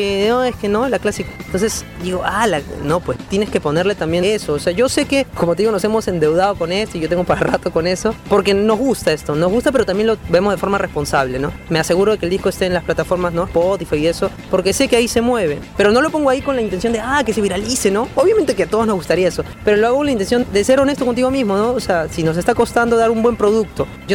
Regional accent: Peru; o más que todo de nosotros como peruanos

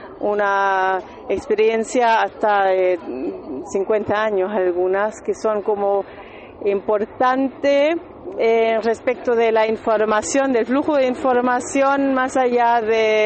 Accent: Berlin, Germany; soy de Berlín y soy integrante de una productora

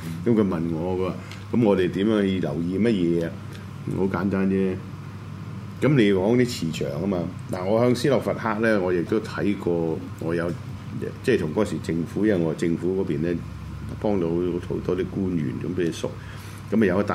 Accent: China; 我中國人嘅，我只能夠睇翻中國人嘅文化。

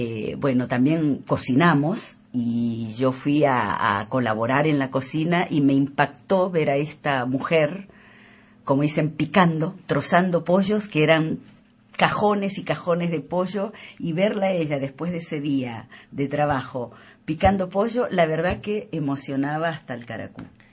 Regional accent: El Salvador; soy salvadoreña y me impactó mucho esta realidad cuasi clonada con la gente necesitada de mi país

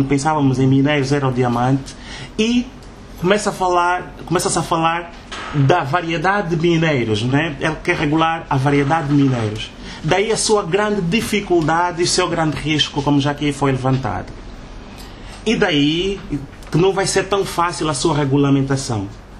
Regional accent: Angola; Porque ainda não tomamos consciência que isso são questões de Estado e que nos tocam a todos nós como angolanos.

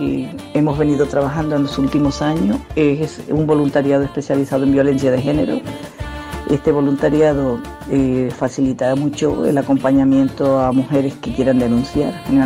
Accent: Colombia; now in Valencia, Spain; colombiana, 20 años viviendo en Valencia, psicóloga

